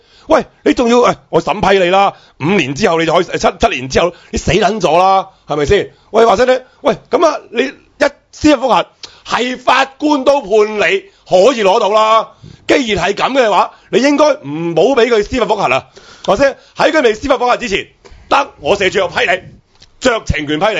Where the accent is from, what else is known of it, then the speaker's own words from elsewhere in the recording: Hong Kong; 咪有一班人过嚟 cover 咗我哋香港人唔生嘅咯。